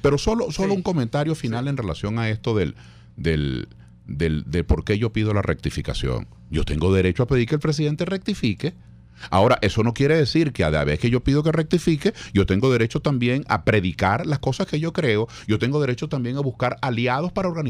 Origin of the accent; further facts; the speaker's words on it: Venezuela; Porque nosotros los civiles, en fin de cuentas, civiles somos. Somos venezolanos igual.